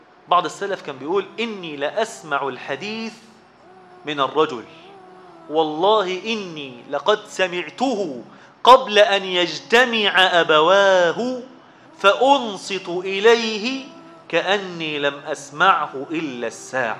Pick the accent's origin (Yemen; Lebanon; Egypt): Egypt; Zagazig, Sharqia Governorate; عندنا في الزقازيق أكل حلوة جدا الناس بتحبها